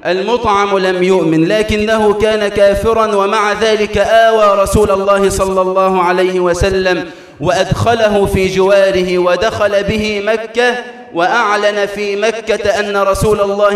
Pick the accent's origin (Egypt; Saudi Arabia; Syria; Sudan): Egypt; اللهم اجعل بلدنا مصر أمناً أماناً